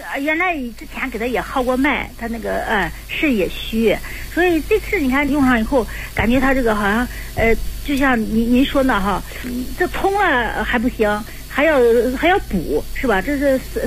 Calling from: Shenyang, Liaoning, China; 我是沈阳的

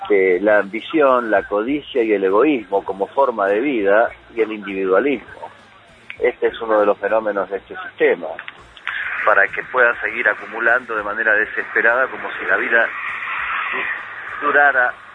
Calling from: Mataderos, Buenos Aires, Argentina; Buen día, Anguita y … … de Matadero.

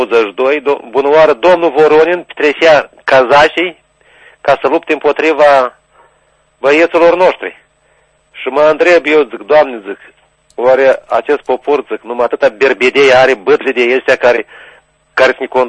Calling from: Jolobok, Orhei District, Moldova; Sunt de la Jolobok, Orhei.

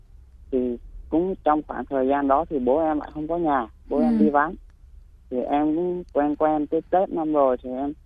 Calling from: Bình Dương, Vietnam; em gọi tới từ Bình Dương ạ.

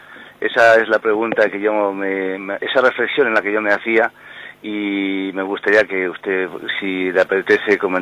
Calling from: Madrid, Community of Madrid, Spain; … de Madrid.

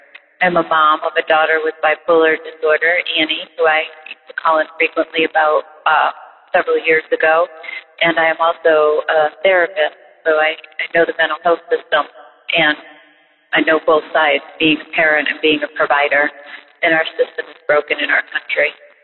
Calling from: Massachusetts, United States; from Massachusetts.

